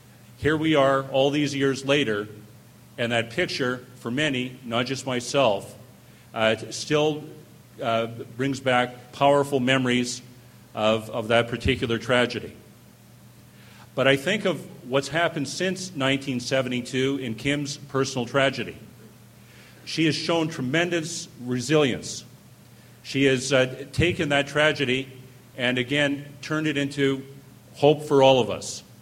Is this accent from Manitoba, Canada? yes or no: yes; Winnipeg, Manitoba, Canada; In the 60s, I was a high school student growing up in Winnipeg.